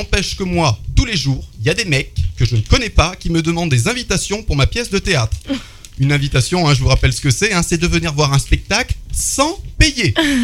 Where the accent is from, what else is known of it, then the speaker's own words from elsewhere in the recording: Auvergne-Rhône-Alpes, France; Et comme je suis auvergnat, ça fait 3 jours que j'en prends plein la gueule.